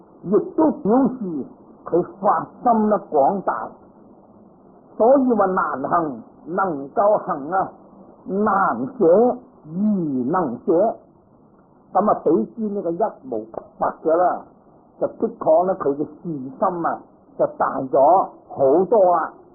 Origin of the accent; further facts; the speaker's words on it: Guangdong, China; 佢唔係同我哋廣東人咁啦